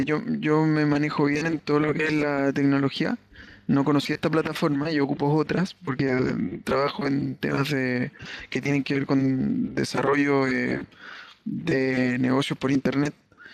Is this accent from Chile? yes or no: yes; Viña del Mar, Valparaíso, Chile